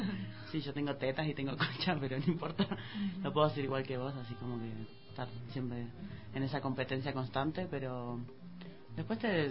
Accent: Mar del Plata, Buenos Aires Province, Argentina; en la ciudad de Mar del Plata, que es de donde soy, que yo jugué como 13 años

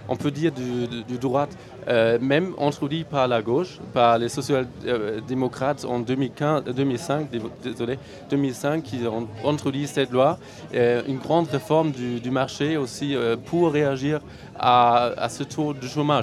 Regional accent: Germany; Chez nous, en Allemagne, en 2005, c'était plutôt de réduire le taux de chômeurs.

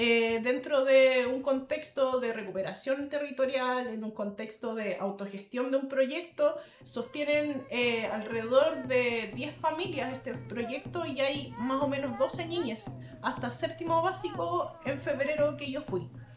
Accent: Chile; es algo que a nosotros, como chilenos, entre comillas lo digo, nos han hecho desconocer

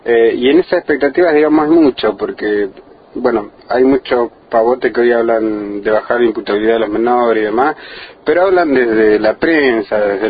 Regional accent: Argentina; es la salida que estamos buscando como los argentinos

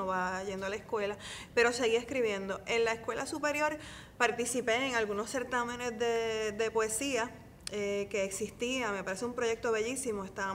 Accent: San Sebastián, Puerto Rico; yo vengo de San Sebastián, ¿verdad?, de un área que no está tan expuesta como en el área metropolitana a librerías, a lecturas poéticas

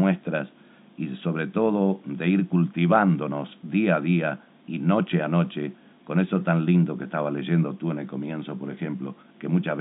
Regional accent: Mercedes, Soriano, Uruguay; Entonces se jubila y nos venimos para la ciudad de Mercedes.

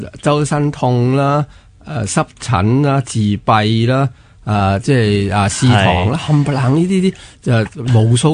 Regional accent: Hong Kong; 就系叫做我哋香港人叫做人造牛油啦

